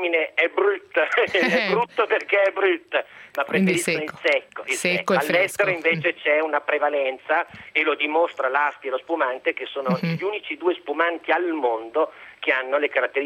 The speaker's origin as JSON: {"language": "Italian", "region": "Emilia-Romagna", "country": "Italy", "said": "Come emiliano"}